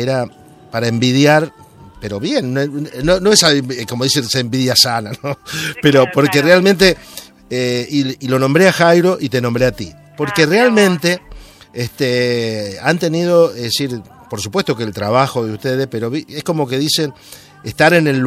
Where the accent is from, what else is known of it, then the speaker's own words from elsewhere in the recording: Santa Fe, Argentina; yo soy de Santa Fe y parece como fuera la cerveza, yo soy de Santa Fe